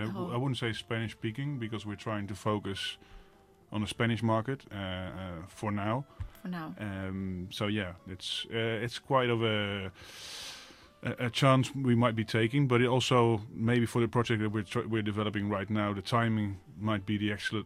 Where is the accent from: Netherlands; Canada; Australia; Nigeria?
Netherlands; English is a second language; moved away; I'm from the center of Holland, a small village, and I've been here now for 13 years.